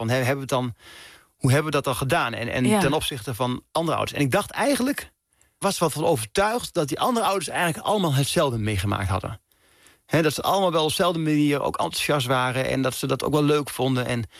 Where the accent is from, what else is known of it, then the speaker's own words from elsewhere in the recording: Dalfsen, Overijssel, Netherlands; zelfs die kleine jongen uit Dalfsen, die kan